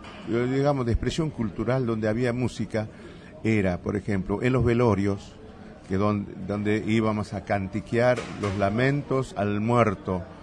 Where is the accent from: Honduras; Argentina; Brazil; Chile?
Argentina; Yalala, Jujuy; Yo me crié en un paraje que se llama Yalala. Nací y me crié en Yalala, que está a 1.5 kilómetros, casi 2 kilómetros del pueblo de Purmamarca.